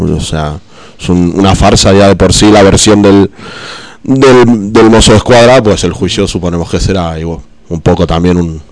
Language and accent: Spanish; Argentina; Yo que soy de Argentina, pues te puedo...